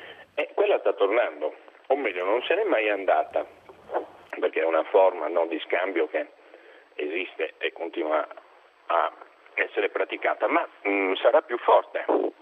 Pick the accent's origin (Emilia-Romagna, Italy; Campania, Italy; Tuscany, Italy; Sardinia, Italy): Sardinia, Italy; Cabras; E io sono di Cabras, siamo due campidanesi.